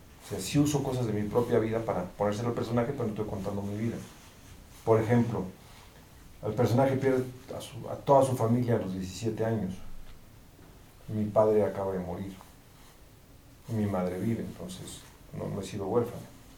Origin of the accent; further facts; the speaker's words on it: Mexico; Salvaje es una historia basada en el barrio en el que crecí. Yo vengo de Barrio Bravo, ¿no? Es muy triste que me hablen en inglés cuando soy mexicano de 20 generaciones